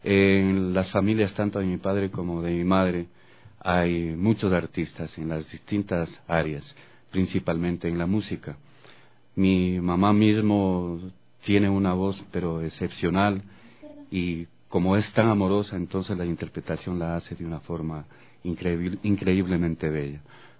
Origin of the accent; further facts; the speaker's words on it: Guaranda, Bolívar, Ecuador; born there; Yo nací en Guaranda, provincia